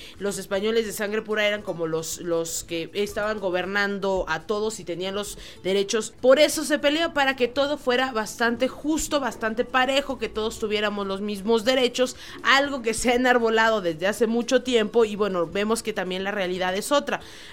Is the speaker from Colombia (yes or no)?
no; Mexico; forman parte de nuestra historia como mexicanos.